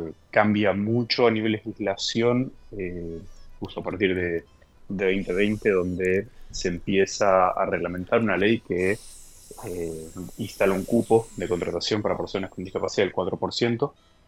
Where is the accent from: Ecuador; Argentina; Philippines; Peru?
Argentina; y esto siendo argentino también, es que tengo muchísimos compatriotas viviendo allí.